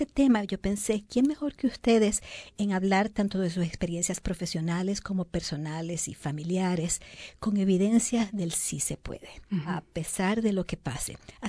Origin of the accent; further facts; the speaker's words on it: Puerto Rico; En mi país, en Puerto Rico, dicen lo que viene es lo que conviene.